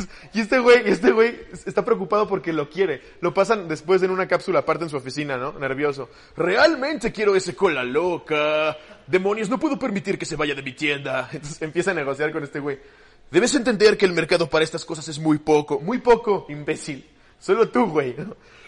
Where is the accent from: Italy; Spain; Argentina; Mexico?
Mexico; Y nosotros como mexicanos nos tenemos que chingar este programa con el doblaje chileno